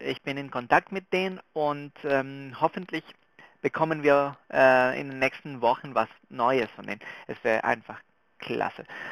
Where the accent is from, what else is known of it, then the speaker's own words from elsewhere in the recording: Venezuela; German is a second language; Unsere nächste Gruppe kommt aus Venezuela, mein Heimat.